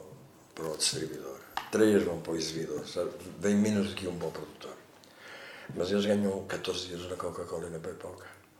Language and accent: Portuguese; Portugal; quando temos 48 anos de fascismo em Portugal